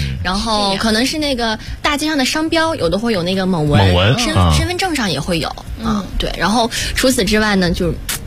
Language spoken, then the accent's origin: Chinese; Baotou, Inner Mongolia, China; 然后我不是来自内蒙古包头嘛，然后我的室友尤其南方人就会觉得我是一个北方壮汉。